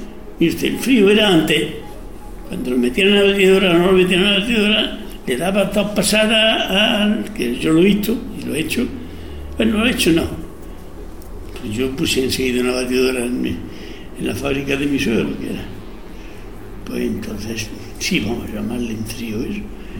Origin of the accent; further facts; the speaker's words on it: Huelma, Andalusia, Spain; Yo soy de mi huerma, soy muy de mi pueblo.